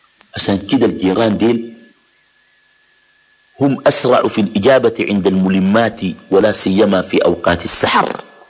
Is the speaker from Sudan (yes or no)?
yes; Khartoum, Sudan; بعض الأحياء عندنا في الخرطوم بتكون أحياء مغلقة، ناس بيقندبوا في الشقق وكده، ديل ما بكون زي الأحياء اللي بيسموها الأحياء الشعبية